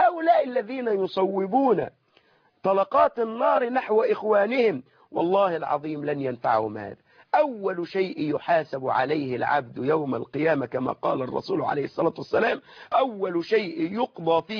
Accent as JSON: {"language": "Arabic", "country": "Egypt", "said": "ونحن يعني كمصريين أو كعرف بيننا أن الرجل إذا تزوج المرأة"}